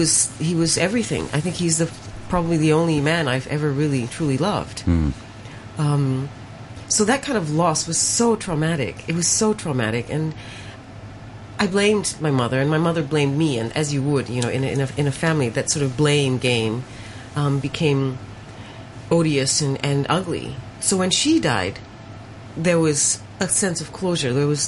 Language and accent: English; Malaysia; Growing up Chinese, growing up Punjabi, someone who was of mixed identities, growing up in Malaysia.